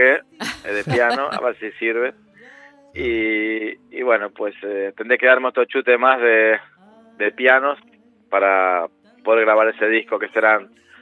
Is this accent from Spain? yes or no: no; Argentina; moved away; nuestra inmigración, la que vinimos de Argentina, es más bien una inmigración económica